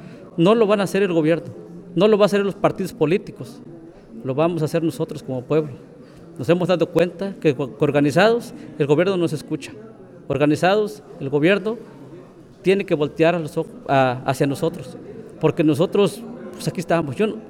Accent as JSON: {"language": "Spanish", "town": "Limontitla", "region": "Veracruz", "country": "Mexico", "said": "vengo de la comunidad de Limontitla, perteneciente a los bienes comunales de Tocotitla, del municipio de Chicontepec."}